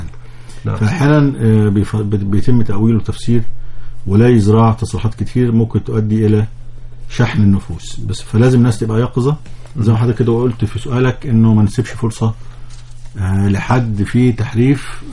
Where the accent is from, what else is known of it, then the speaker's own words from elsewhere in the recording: Egypt; كمصريين السلع دي ما أثرتش طبعا